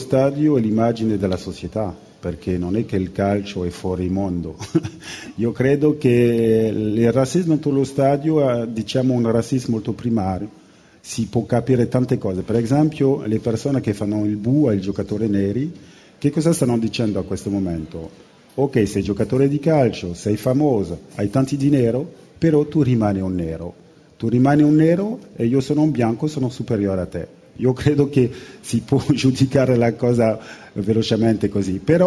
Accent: Guadeloupe, France; born there; Italian is a second language; also born or lived in Paris / Italy / Spain; io sono francese, io mi sento veramente un uomo del mondo, perché sono nato in Guadalupe, Caraibi, ho avuto la fortuna di venire a Parigi, o sono venuto anche a vivere in Italia, in Spagna, ho girato un po' il mondo

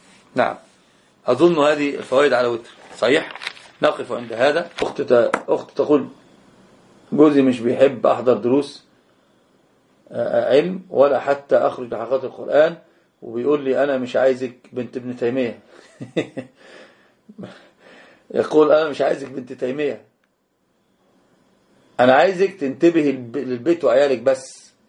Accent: Egypt; يعني انت تذكرني او انت تذكريني بان انا مصري

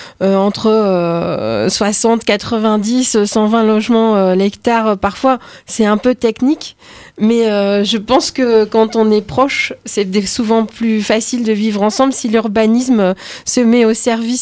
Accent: Roubaix, Hauts-de-France, France; J'ai grandi à Roubaix, qui a certains quartiers très denses.

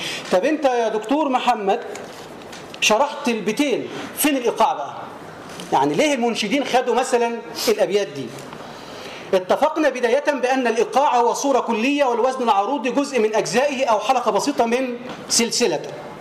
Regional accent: Tanta, Gharbia, Egypt; وهو من الأطباء المشهود لهم بالكفاءة عندنا في طنطا

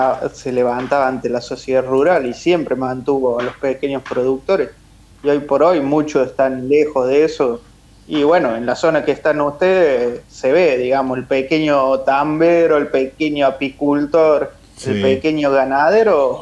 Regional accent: Córdoba, Argentina; yo soy cordobés y he militado mucho en Córdoba y las provincias cercanas, pero hoy me encuentro ya viviendo en la zona del sur de la provincia de Buenos Aires, bajando Bahía Blanca

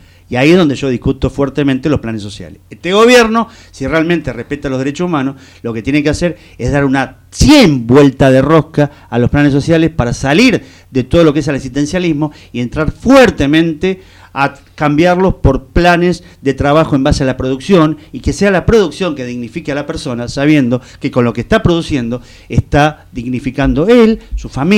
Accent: Argentina; como ciudadano argentino y militante

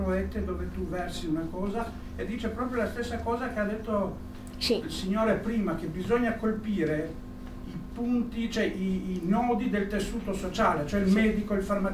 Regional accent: Albania; cioè io da balcanico quando ho preso in mano sta cosa, l'ho letto in italiano, sono albanese insomma

